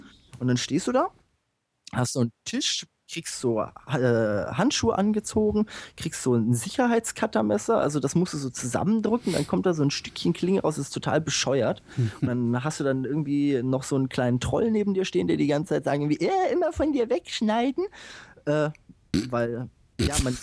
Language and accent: German; Bad Hersfeld, Hesse, Germany; ich komme ursprünglich aus Bad Hersfeld.